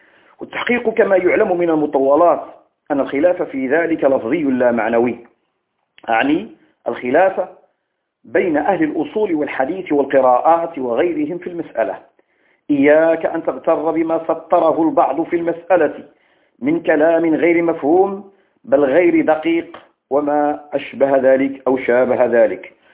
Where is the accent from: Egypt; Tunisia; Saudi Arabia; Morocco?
Morocco; عندنا بالمغرب الحبيب حفظه الله من كيد الكائدين ومكر الماكرين